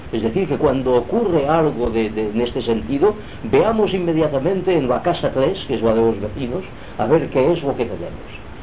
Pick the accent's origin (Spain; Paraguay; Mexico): Spain; Girona, Catalonia; es de mi pueblo, de Gerona